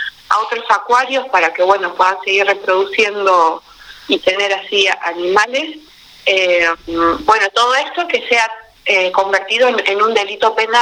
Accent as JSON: {"language": "Spanish", "town": "San Bernardo", "region": "Buenos Aires Province", "country": "Argentina", "said": "Yo soy de San Bernardo, del Partido de la Costa, vivo a 40 kilómetros de lo que es San Clemente del Tuyú"}